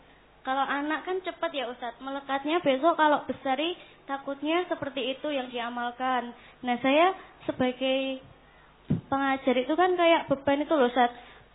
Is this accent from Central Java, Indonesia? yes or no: yes; Sukoharjo, Central Java, Indonesia; Saya berasal dari Sukoharjo, Pak Ustaz.